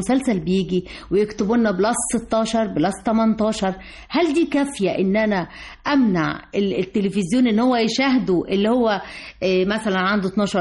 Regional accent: Egypt; وسعداء ان احنا مصريين وان احنا في مصر، وسعداء بمصر.

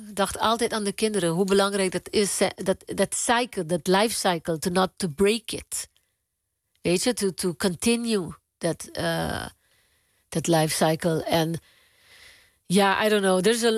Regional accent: Aruba; ik ben op Aruba geboren. Ik ben een Arubaan. Maar ik ben ook van Spanje, van Colombia, van Curaçao, van Venezuela. Mijn overgrootvader is PIC'er. Hij komt van Spanje.

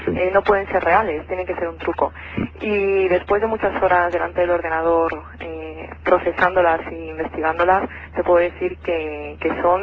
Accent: Madrid, Community of Madrid, Spain; now in Albacete, Spain; paisana no, porque yo soy de Madrid, lo único que... ¿No? Mira tú por dónde iba a dar a parar aquí a Albacete.

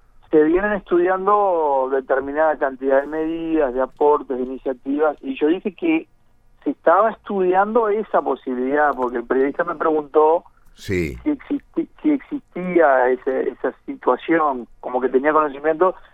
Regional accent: Maldonado, Uruguay; Nosotros que somos de Maldonado sabemos perfectamente

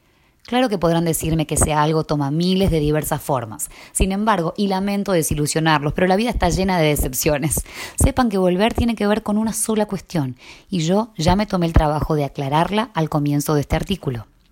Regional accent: Tandil, Buenos Aires Province, Argentina; also born or lived in Ecuador; Volví a Tandil hace 2 semanas después de 14 años, y aunque nunca me gustaron estas palabras, a lo mejor lo hice porque aquí es de donde soy.

